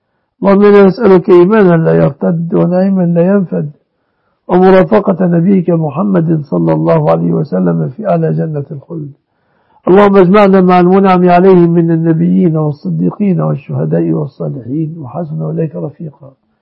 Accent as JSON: {"language": "Arabic", "country": "Egypt", "said": "اللهم احفظ بلادنا مصر وسائر بلاد المسلمين آمنة مطمئنة يا رب العالمين."}